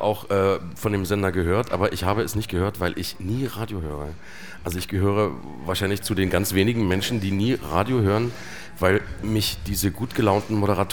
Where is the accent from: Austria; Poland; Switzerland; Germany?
Germany; Plauen, Saxony; born there; Also ich bin ja im Süden der DDR geboren, in Plauen.